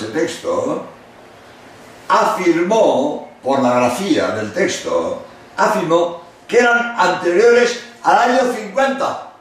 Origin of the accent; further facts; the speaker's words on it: Barcelona, Catalonia, Spain; pero los dos somos de Barcelona, de verdad que somos jesuitas catalanes los dos, pero con apellido inglés.